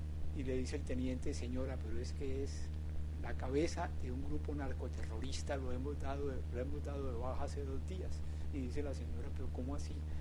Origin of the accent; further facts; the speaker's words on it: Colombia; Es una cosa que da mucha vergüenza como colombianos.